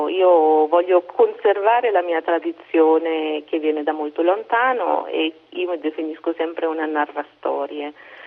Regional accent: India; da dove vengo io, poche donne si mettono il sari, poche donne hanno il puntino in testa, cioè forse perché venivo dalla metropoli, però questa era una cosa divertente che io, insomma, non rientravo nello stereotipo dell'indiana.

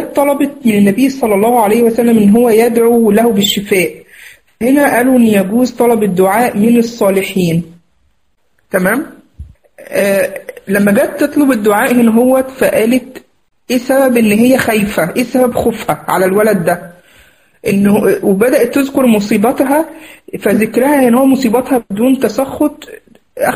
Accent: Egypt; ويعني زي ما نقول عندنا في مصر يتفسح يعني فيها

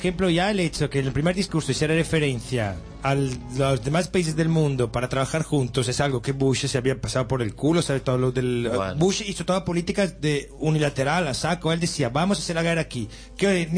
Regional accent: Italy; Spanish is a second language; now in Spain; Mira quién hay en mi país. Por eso, Berlusconi.

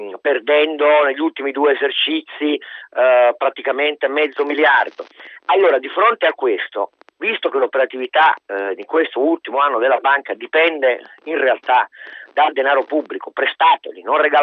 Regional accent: Turin, Piedmont, Italy; io sono torinese

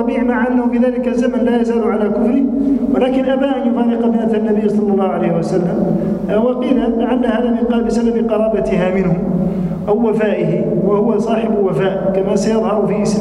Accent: Tunisia; كما عندنا في تونس الآن في بعض الحالات العقد المدني الآن مثلا يخالف الشريعة في كثير من الأمور

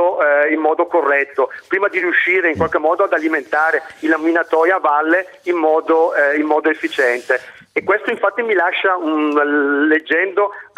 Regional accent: Brescia, Lombardy, Italy; io sono un bresciano più esperto forse di forno elettrico che non di alti forni

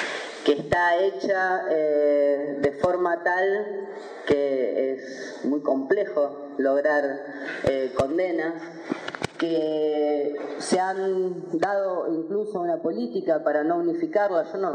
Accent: Mar del Plata, Buenos Aires Province, Argentina; yo no soy platense, pero sí soy marplatense

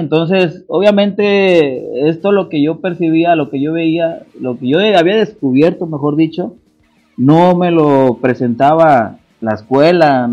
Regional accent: Acapulco, Guerrero, Mexico; de Puerto Acapulco.

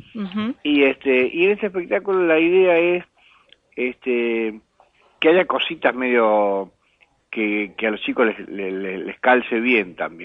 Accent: Córdoba, Argentina; also born or lived in Buenos Aires; Soy cordobés y he vivido en muchos lados. Y acá en Buenos Aires también he vivido en muchos lados. Soy una especie de raza medio nómade.

